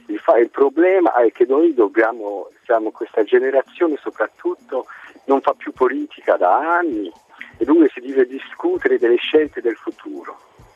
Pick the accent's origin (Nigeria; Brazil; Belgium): Belgium; Sono belga, i miei genitori erano italiani immigrati.